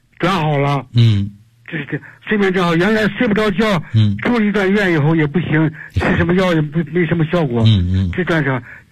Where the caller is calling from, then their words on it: Beijing, China; 我是北京的学员。